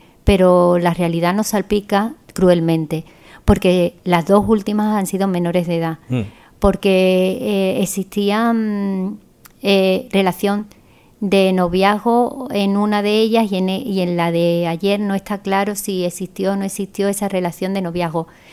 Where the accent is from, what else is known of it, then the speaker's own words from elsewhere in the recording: Spain; Ni nosotras las mujeres españolas, de pura cepa, tampoco sufrimos esa situación de violencia de género.